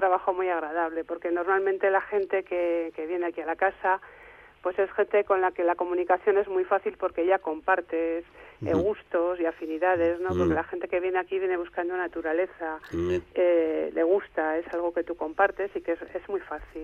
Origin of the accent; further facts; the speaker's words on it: Madrid, Community of Madrid, Spain; now in Galicia, Spain; somos dos madrileños que huyen de la gran ciudad.